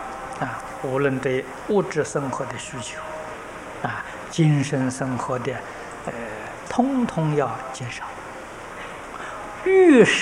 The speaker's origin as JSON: {"language": "Chinese", "country": "China", "said": "我们中国人讲善恶，印度人不说善恶，叫黑白。"}